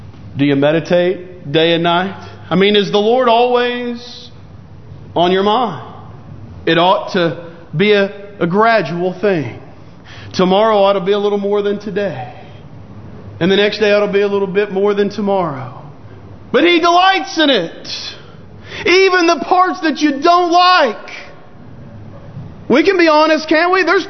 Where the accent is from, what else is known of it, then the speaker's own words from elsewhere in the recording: Lake Jackson, Texas, United States; also born or lived in Clute; In my hometown of Clute/Lake Jackson, Texas, the Christian bookstore there had to quit taking checks